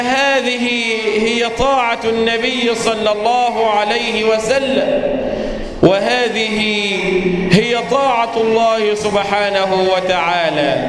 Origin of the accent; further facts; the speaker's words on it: Egypt; اللهم احفظ مصر بلدنا من كل مكروه وسوء